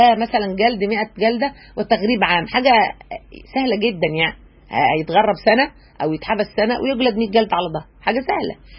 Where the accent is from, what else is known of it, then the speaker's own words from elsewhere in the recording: Egypt; بعرفنا احنا كمصريين